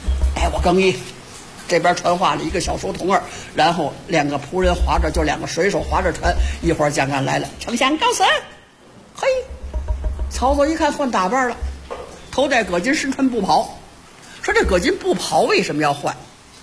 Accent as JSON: {"language": "Chinese", "region": "northern China", "country": "China", "said": "您看南方人呢，跟咱们北方人不太一样。我是北方人啊"}